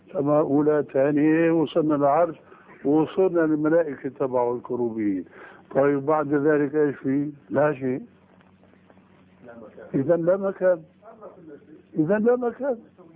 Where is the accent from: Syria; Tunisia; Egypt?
Syria; كما يقولون عندنا في الشام